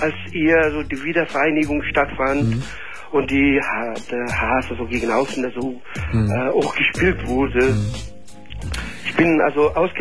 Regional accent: Afghanistan; German is a second language; ich komme ursprünglich aus Afghanistan.

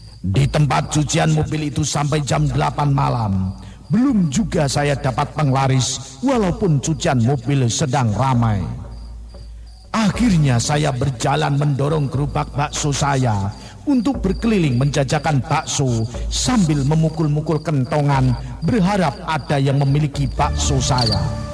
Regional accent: Brebes, Central Java, Indonesia; now in Jakarta, Indonesia; Saya berasal dari Brebes, Jawa Tengah.

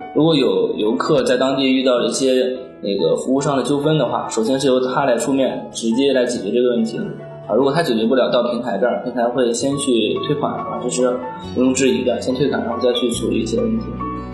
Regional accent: Chongli, Hebei, China; 我们老家那个河北省崇礼县，它是2022年的那个冬奥会举办地

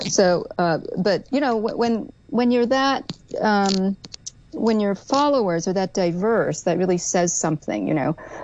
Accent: New York, United States; As a New Yorker, it's hard for me to admit that.

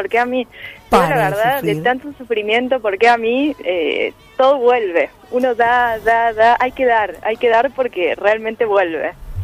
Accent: Córdoba, Argentina; moved away; soy cordobesa, me fui a pasar Navidad a Córdoba, salí una noche, me encuentro con un grupo de amigos, hace 5 años que no vivo en Córdoba

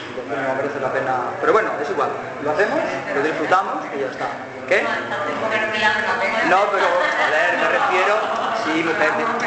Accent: Barcelona, Catalonia, Spain; Y yo que vengo de Barcelona, ¿vale?

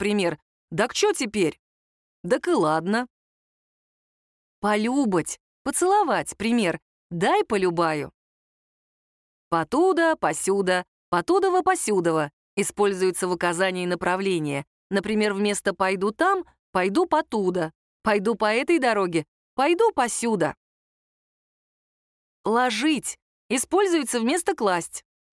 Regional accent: Votkinsk, Udmurtia, Russia; Мой отец русский, мать татарка. Я родилась, выросла и живу в Удмуртии. Это моя родина, моя гордость и моя любовь.

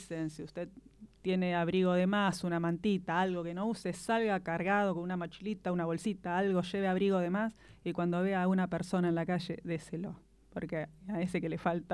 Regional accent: Argentina; yo soy argentina

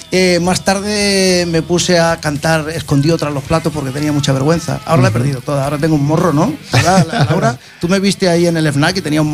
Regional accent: Barcelona, Catalonia, Spain; Pues nada, nosotros éramos de Barcelona.

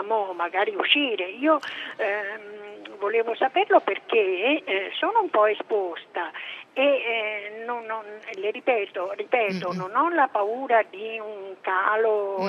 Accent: Tuscany, Italy; Da buona toscana, bevo del buon vino toscano

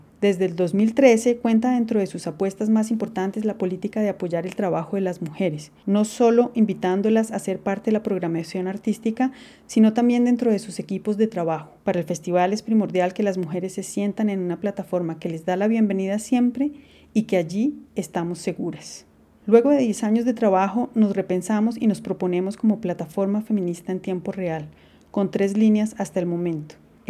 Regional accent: Colombia; soy compositora, artista sonora e interdisciplinar, soy colombiana, vivo en Bogotá.

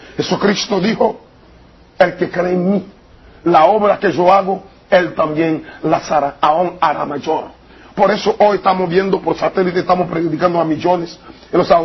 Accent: Haiti; De los zombies, cómo lo resucitan, lo puede cuidar Fenca en mi país.

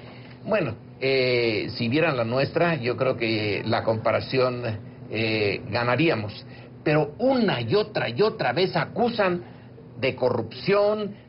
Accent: Mexico; Esa sí es una de las partes que como mexicanos

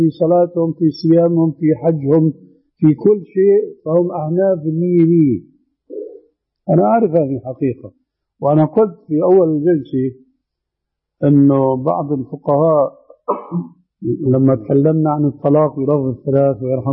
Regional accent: Damascus, Damascus Governorate, Syria; عندنا في دمشق في 4 محاريب

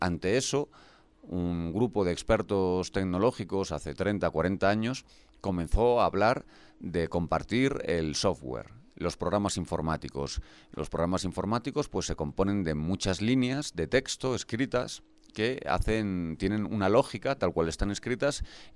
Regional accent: Galicia, Spain; Por ejemplo, en mi tierra, en Galicia, los vecinos se compraban los tractores entre muchos vecinos

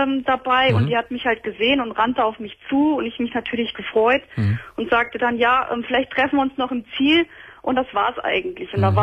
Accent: Hesse, Germany; ich bin aus der Nähe von Kassel. Das ist ja schon ein Stück.

